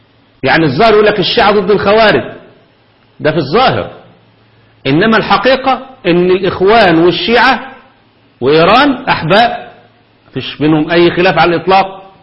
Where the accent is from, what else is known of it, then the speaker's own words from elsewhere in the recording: Egypt; الأمور الفكرية عندنا في مصر محتاجة شغل